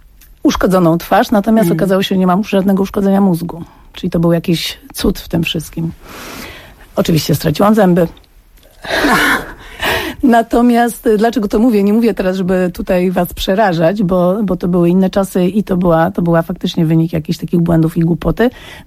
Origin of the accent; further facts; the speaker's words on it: Łódź, Łódź Voivodeship, Poland; ja miałam 17 lat, byłam już w liceum plastycznym w Łodzi, bo pochodzę z Łodzi